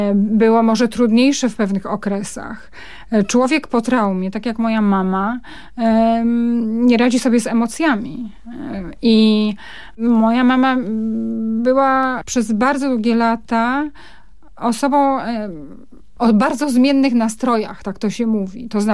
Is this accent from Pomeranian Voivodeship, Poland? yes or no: no; Rybnik, Silesian Voivodeship, Poland; born there; ta młoda para ruszyła do kompletnie nieznanego im miejsca na Górnym Śląsku, do Rybnika i tam ja przyszłam na świat w tym kompletnie nowym, podarowanym przez los i PRL domu.